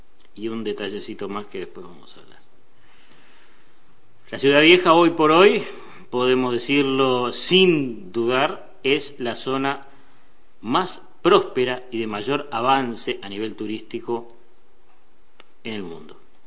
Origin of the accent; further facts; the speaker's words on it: Uruguay; y esto ya lo digo como uruguayo